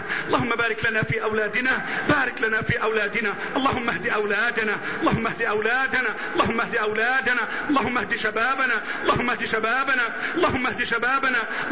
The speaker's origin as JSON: {"language": "Arabic", "country": "Egypt", "said": "اللهم احفظ بلدنا مصر"}